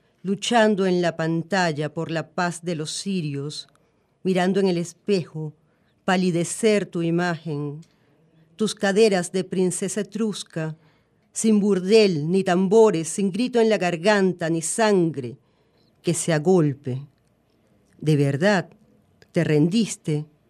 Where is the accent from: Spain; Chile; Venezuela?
Venezuela; Yo soy una venezolana típica, yo no bailo.